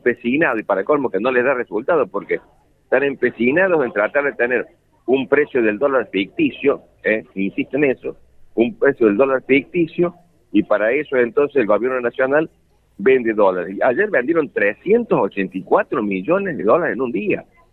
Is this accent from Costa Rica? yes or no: no; Argentina; soy economista, soy argentino